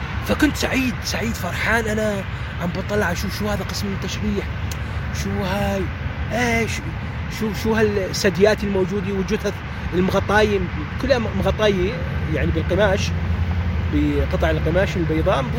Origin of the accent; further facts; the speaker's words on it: Iraq; مو فقط مو لأني لكوني أنا عراقي،